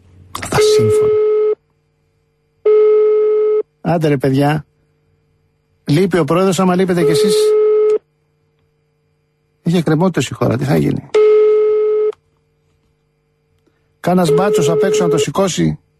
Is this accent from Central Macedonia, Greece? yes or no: yes; Moudania, Central Macedonia, Greece; Είμαι από τα Μουδανιά.